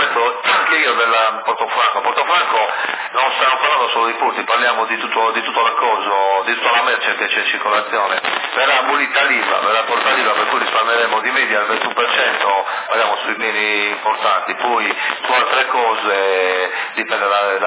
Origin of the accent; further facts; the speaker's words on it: Sardinia, Italy; Io ci credo poco perché siamo sardi, e proprio perché siamo sardi